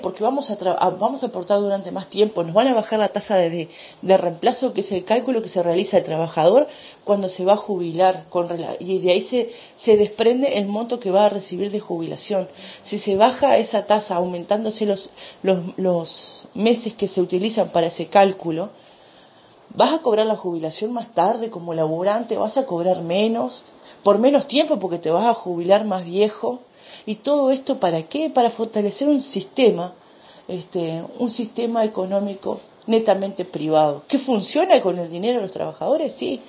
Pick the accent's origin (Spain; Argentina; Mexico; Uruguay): Uruguay; como clase trabajadora, como pueblo uruguayo